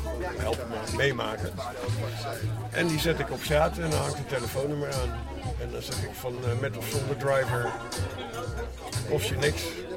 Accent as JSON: {"language": "Dutch", "town": "Amsterdam", "region": "North Holland", "country": "Netherlands", "tie": "born there", "said": "mijn geboortegrond is begraven onder Amsterdam Zuidoosten."}